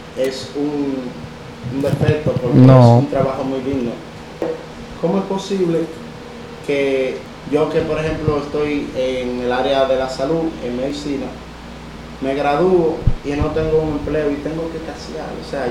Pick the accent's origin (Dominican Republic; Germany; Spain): Dominican Republic; como jóvenes dominicanos y dominicanas, debemos de luchar, empoderarnos para que se nos respete nuestro derecho